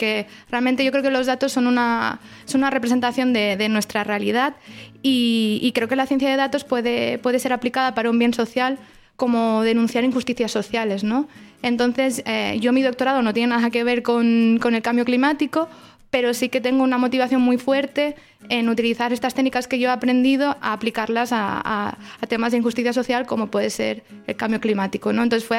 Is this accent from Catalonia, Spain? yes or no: yes; Barcelona, Catalonia, Spain; está en mi ciudad natal, en Barcelona